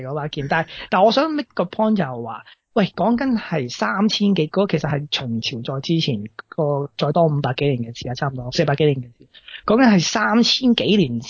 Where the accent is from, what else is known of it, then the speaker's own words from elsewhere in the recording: China; 我点解会觉得我系中国人呢？